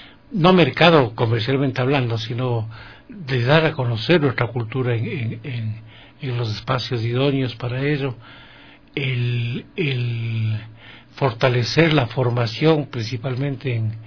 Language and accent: Spanish; Ecuador; Si nosotros como ecuatorianos no lo hacemos, ¿quién?